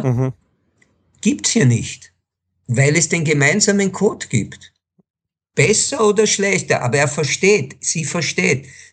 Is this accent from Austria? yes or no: no; Israel; Ich bin in Israel geboren, bin dreisprachig aufgewachsen, was mir Enormes gebracht hat